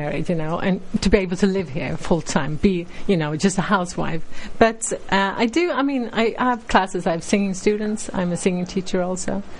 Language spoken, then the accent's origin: English; Stockholm, Stockholm County, Sweden; I'm from Sweden.